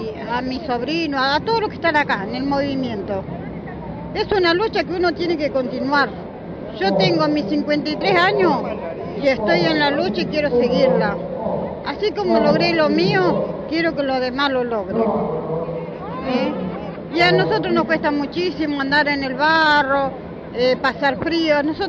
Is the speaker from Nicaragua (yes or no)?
no; La Matanza, Buenos Aires Province, Argentina; yo soy de Matanza, en un barrio humilde, donde la mayoría no tienen su casa, su vivienda digna como tenemos que tener.